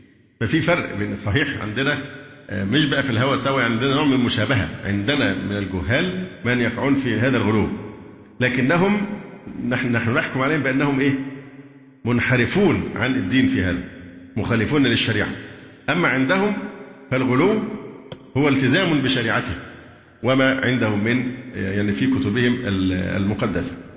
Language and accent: Arabic; Egypt; لأن هذا مشهور و يعني ذائع بالذات عندنا في مصر هنا